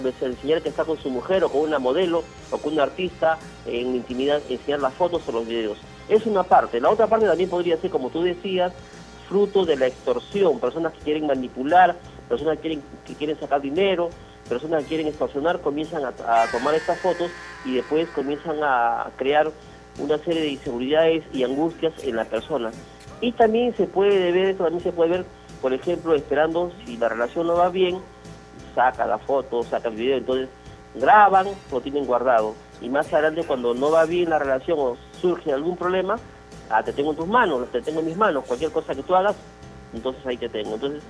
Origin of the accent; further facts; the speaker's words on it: Callao, Peru; la tierra que me vio nacer, el Callao. Yo he estado muchos años, la mayor parte de mi juventud, de mi adolescencia, lo he pasado en el Callao.